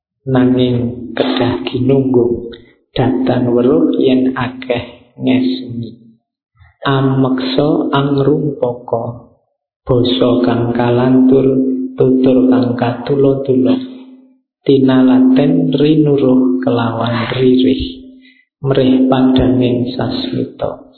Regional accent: Java, Indonesia; karena saya orang Jawa ya yang diangkat Jawa-Jawa.

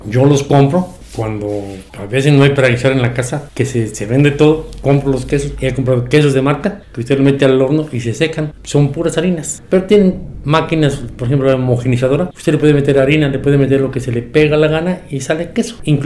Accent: Puebla, Mexico; Yo estuve trabajando, salí de trabajar de Puebla a trabajar en ranchos.

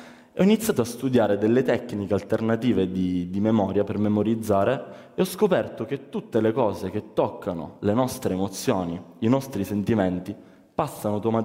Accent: Sicily, Italy; perché da buon siciliano ho preso questi qua come veri esempi

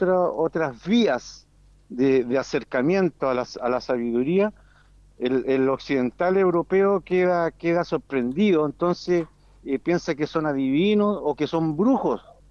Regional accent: Valparaíso, Chile; Venimos de la provincia de Petorca, de la región de Valparaíso, de Chile.

